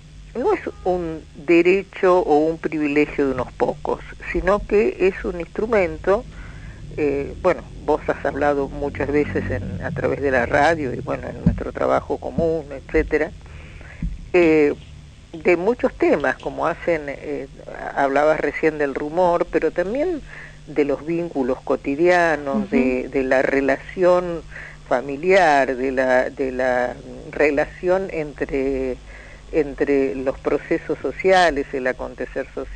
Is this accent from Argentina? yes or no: yes; Argentina; Cuando decimos los argentinos no somos los porteños, solamente